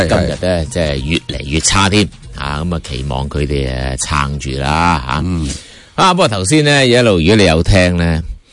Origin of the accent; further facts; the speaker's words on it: China; 就好多时候我哋中国人过去嘅历史一样，怀柔政策去到外国咧。